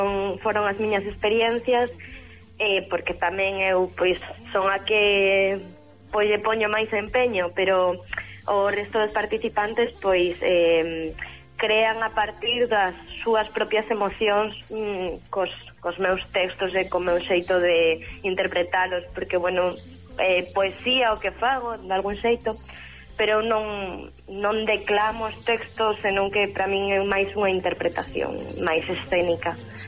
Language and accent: Galician; Vigo, Galicia, Spain; also born or lived in Barcelona; eu son de Vigo, natural de Vigo, pero bueno, a miña vida foi por varios derroteiros. De feito, vivín en Barcelona.